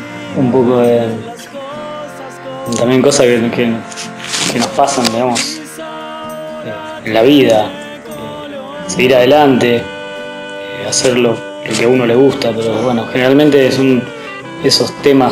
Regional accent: Junín, Buenos Aires Province, Argentina; now in La Plata, Argentina; Soy de Junín, pero vivo en La Plata desde hace 10 años, más o menos.

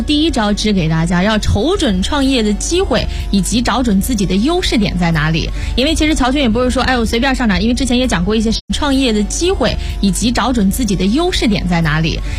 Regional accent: Shaanxi, China; 我特别懂，因为我也是陕西人，当时上大学的时候来，我就哎呀特别想念家乡的美食。

